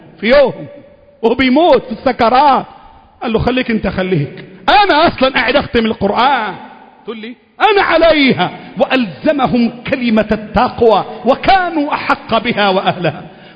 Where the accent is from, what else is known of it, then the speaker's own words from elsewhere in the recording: Egypt; اللهم احفظ بلدنا مصر